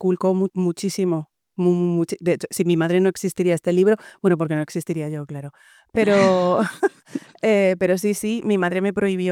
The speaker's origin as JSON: {"language": "Spanish", "country": "Spain", "tie": "born or raised there", "said": "yo, que soy una mujer española nacida en 1974, me he criado"}